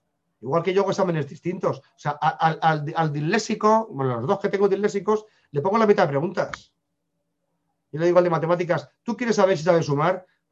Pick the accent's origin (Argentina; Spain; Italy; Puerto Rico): Spain; Pasa que soy español, somos regañones.